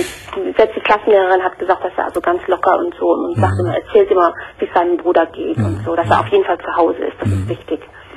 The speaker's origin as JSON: {"language": "German", "town": "Cologne", "region": "North Rhine-Westphalia", "country": "Germany", "lives_now": "Schleswig-Holstein, Germany", "said": "Und mein Ex-Mann, also wir sind eigentlich Kölner, ja. Das ist das Witzige noch. Und ich wohne aber jetzt mit meinem neuen Mann in Schleswig-Holstein"}